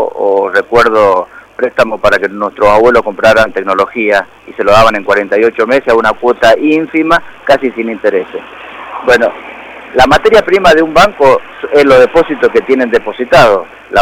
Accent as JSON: {"language": "Spanish", "country": "Argentina", "said": "esa es la preocupación que tenemos los trabajadores del banco como trabajadores y también como argentinos"}